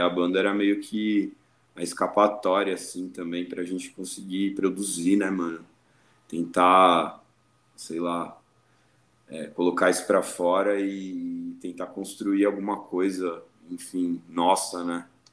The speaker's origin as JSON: {"language": "Portuguese", "town": "Santos", "region": "São Paulo", "country": "Brazil", "lives_now": "São Paulo, Brazil", "said": "Eu sou de Santos, eu sou da Baixada, mas já moro há um bom tempo aqui em São Paulo."}